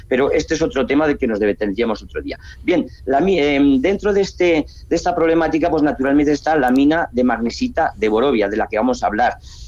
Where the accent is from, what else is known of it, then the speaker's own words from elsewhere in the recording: Aragon, Spain; accent: Aragonese; esa palabra no reblar forma parte de nuestro acervo cultural, de nuestra de nuestro dialecto, que es más bien aragonés